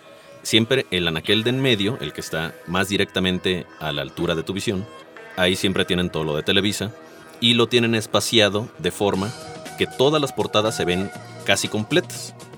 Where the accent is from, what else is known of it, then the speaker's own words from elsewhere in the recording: Villahermosa, Tabasco, Mexico; en mi pueblo, en Villahermosa, Tabasco, donde no existe una librería como tal